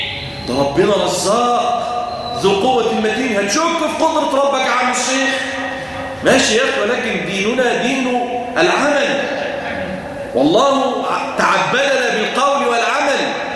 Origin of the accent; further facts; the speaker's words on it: Damietta, Damietta Governorate, Egypt; اللهم اجعل بلادنا دمياط واحده للامن والامان